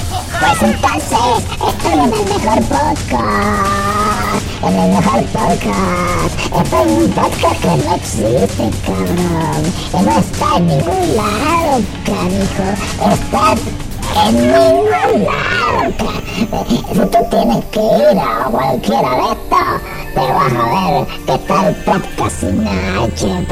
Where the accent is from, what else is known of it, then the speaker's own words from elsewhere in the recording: Guatemala; Quiero saludar a toda la gente de Guatemala porque yo soy guatemalteco.